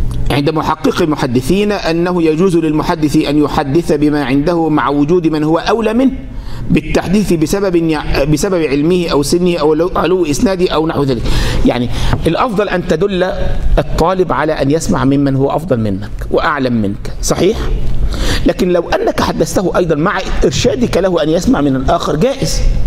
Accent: Egypt; مش زي واحد عندنا في مصر

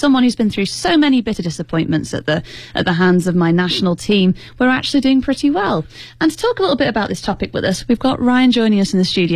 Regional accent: Sheffield, Yorkshire and the Humber, United Kingdom; now in China; But I'm still not from London either. I'm from further north.

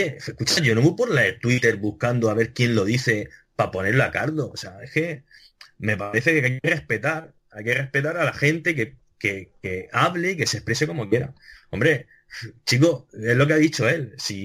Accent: Region of Murcia, Spain; estuviera en contra de los murcianos, siendo murciano

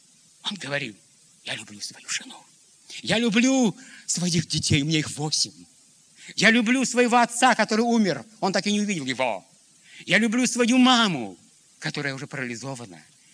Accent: Pavlodar, Pavlodar Region, Kazakhstan; Я говорю, Петр Данилович, я вот из Павлодара.

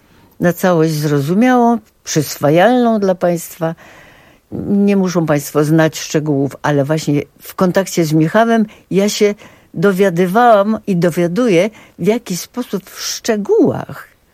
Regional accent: Papowo Biskupie, Kuyavian-Pomeranian Voivodeship, Poland; born there; Ja się urodziłam w Papowie Biskupim

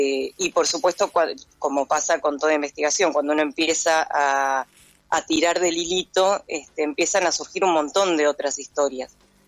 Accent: El Bolsón, Río Negro, Argentina; yo soy de acá, del Bolsón. Yo soy socióloga, estudié allá en Buenos Aires, pero nací acá en el Bolsón, me crié acá en el Bolsón

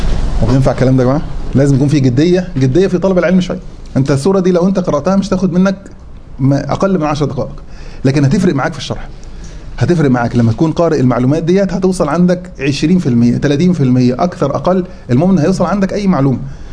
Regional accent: Egypt; احنا عندنا في مصر نقول عليه ربع

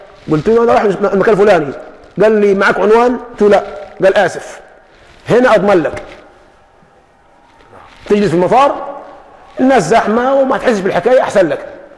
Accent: Egypt; يعني ما احنا كمصريين يعني عندنا السرجيه دي

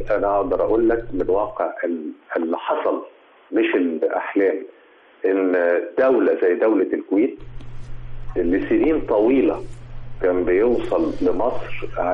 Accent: Egypt; وده كلام الدراسات العلمية مش كلامنا إحنا كمصريين بس

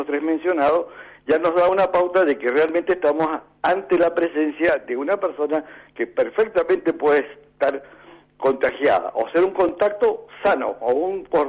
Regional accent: Mendoza, Argentina; Yo soy mendocino, sí.

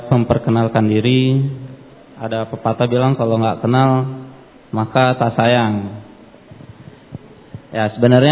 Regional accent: Surabaya, East Java, Indonesia; born there; Saya lahir di Surabaya.

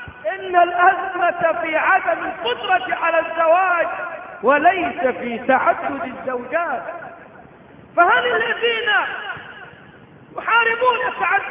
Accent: Egypt; ليس عندنا في مصر

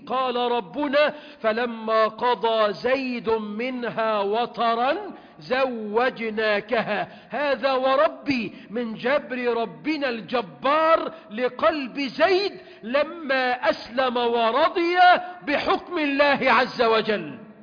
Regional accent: Egypt; اللهم واجعل بلدنا مصر أمنا أمانا

